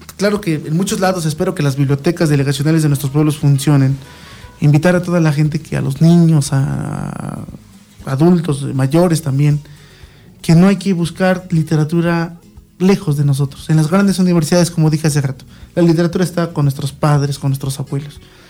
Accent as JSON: {"language": "Spanish", "country": "Mexico", "said": "este recordatorio que tenemos como pueblo mexicano"}